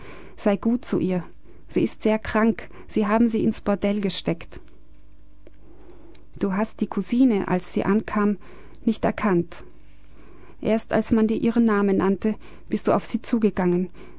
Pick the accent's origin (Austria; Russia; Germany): Austria; Ich bin als Österreicherin aufgewachsen